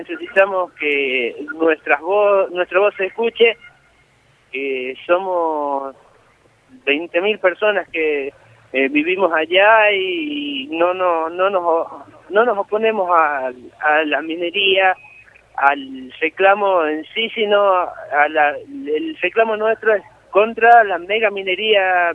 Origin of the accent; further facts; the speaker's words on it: Andalgalá, Catamarca, Argentina; Yo soy nacido en Andalgalá, vivo en Andalgalá y quiero seguir viviendo en Andalgalá.